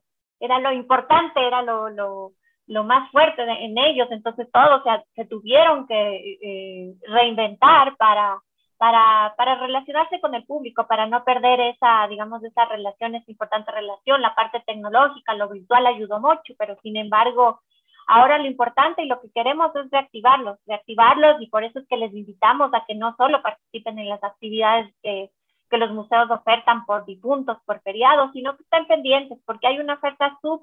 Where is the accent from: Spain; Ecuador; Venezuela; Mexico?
Ecuador; Quito, Pichincha; incluso nosotros como quiteños hemos podido hacer visitas a otros museos del mundo